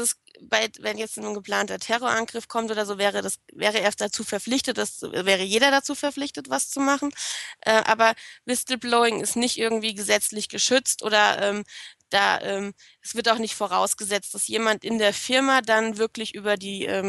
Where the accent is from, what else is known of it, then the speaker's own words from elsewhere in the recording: Hesse, Germany; Ich weiß, dass ich Whistleblowing ganz komisch ausspreche, aber ich bin Hesse und da wird das ganz komisch gesprochen.